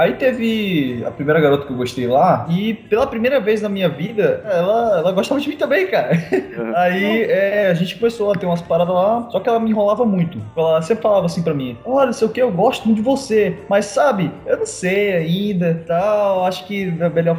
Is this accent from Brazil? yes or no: yes; Southeast, Brazil; Eu? Como assim? Eu vivi lá a minha infância inteira e eu sou de lá, eu nasci lá, eu sou doido.